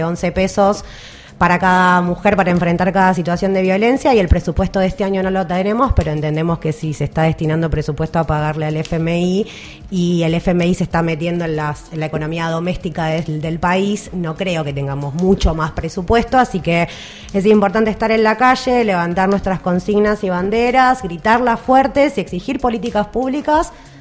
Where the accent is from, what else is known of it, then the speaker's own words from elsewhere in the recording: Buenos Aires Province, Argentina; Hay un trenazo también para las que somos de Zona